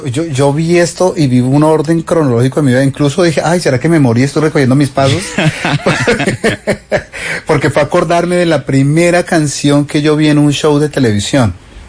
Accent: Cali, Valle del Cauca, Colombia; born there; yo nací por accidente en Cali, mi mamá era de Andalucía, Valle, y me trajeron acá.

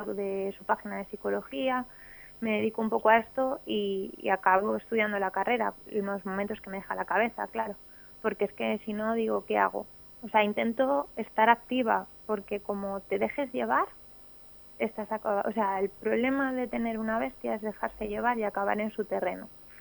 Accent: Madrid, Community of Madrid, Spain; born there; yo la verdad que nací en Madrid, pero vamos, mi familia materna, mis amigos de toda la vida y mi marido y su familia es de Gamonal.

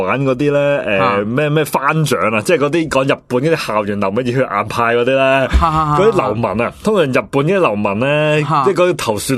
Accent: China; 呢啲踎刺，我哋中国人先用到噶

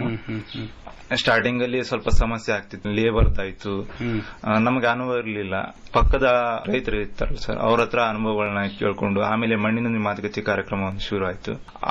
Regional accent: Gangavathi, Karnataka, India; Sir, ನಮ್ಮ ಸ್ವಂತ ಊರು ಗಂಗಾವತಿ.

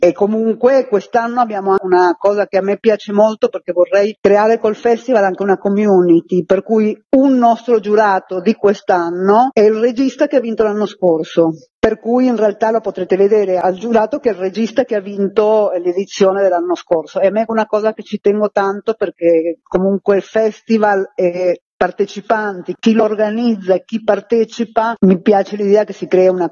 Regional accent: Milan, Lombardy, Italy; Quest'anno lo facciamo a Milano, perché noi siamo milanesi

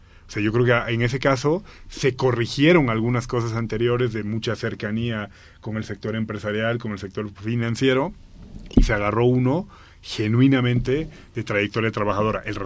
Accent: La Paz, Bolivia; yo, siendo paceño, yo ahora mismo no sabría decirte qué es lo popular en Santa Cruz

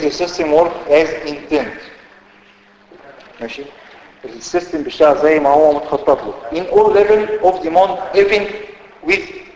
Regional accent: Egypt; طبعا احنا عندنا في مصر ما بتشتريش سوفت وير

